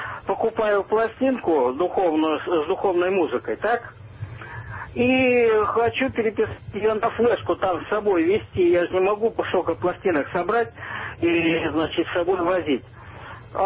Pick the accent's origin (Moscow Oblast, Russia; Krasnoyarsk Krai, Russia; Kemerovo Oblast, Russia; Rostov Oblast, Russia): Kemerovo Oblast, Russia; Kemerovo; Ну, монах, значит, я тоже Сибирь, из Кемерово я.